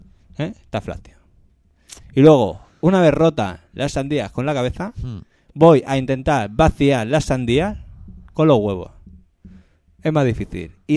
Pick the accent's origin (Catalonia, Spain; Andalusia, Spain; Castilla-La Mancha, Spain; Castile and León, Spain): Catalonia, Spain; Tío, pues somos catalanes.